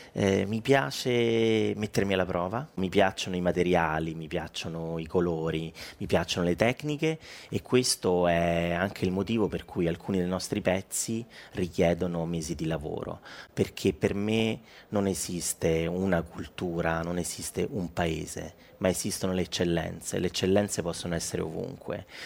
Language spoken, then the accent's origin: Italian; Rome, Lazio, Italy; io sono romano